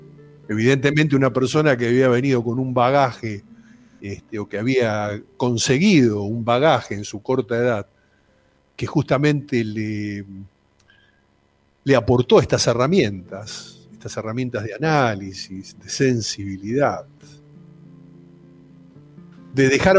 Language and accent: Spanish; Argentina; Lo doloroso es que como argentinos, como nación, como país, como seres humanos, no estalla el repudio